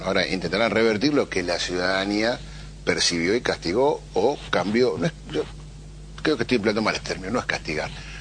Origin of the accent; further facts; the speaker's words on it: Moreno, Buenos Aires Province, Argentina; born there; Yo vivo y nací y vivo en Moreno, doy clases en Moreno, hago deporte en Moreno